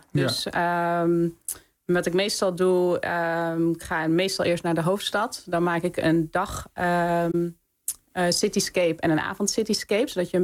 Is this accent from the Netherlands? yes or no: no; Australia; Ik kwam uit Australië. En Australië is natuurlijk best wel een veilig land.